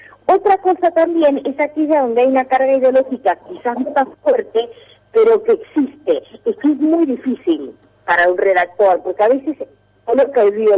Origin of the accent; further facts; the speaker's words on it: Argentina; lo digo yo que además de Argentina soy absolutamente gallega y de origen.